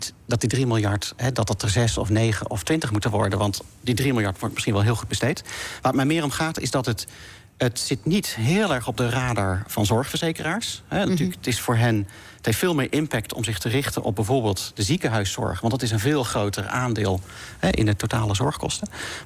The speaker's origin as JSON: {"language": "Dutch", "region": "North Brabant", "country": "Netherlands", "tie": "born or raised there", "said": "Ik ben in Brabant opgegroeid."}